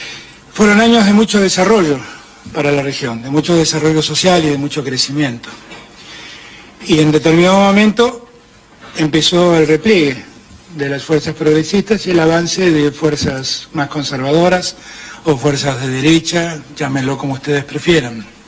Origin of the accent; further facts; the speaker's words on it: Argentina; now in Spain; Muchos argentinos que están viviendo acá en España